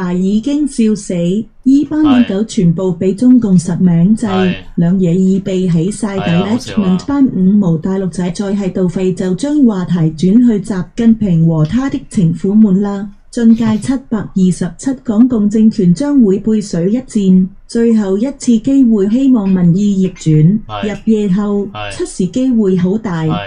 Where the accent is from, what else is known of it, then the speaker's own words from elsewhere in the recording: Hong Kong; 唔好話國內人唔明香港人諗法。就連我這些土生土長的中坑起初都不明白啲後生仔諗法。